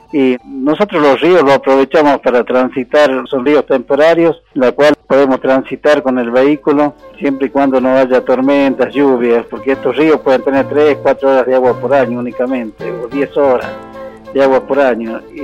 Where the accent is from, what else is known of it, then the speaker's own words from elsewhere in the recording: Pagancillo, La Rioja, Argentina; Yo soy nacido y criado en Pagancillo. Pagancillo está aproximadamente a 30 kilómetros del Parque Nacional Talampaya. Es un pueblo que tenemos aproximadamente 1.500 habitantes y vivimos un poco del turismo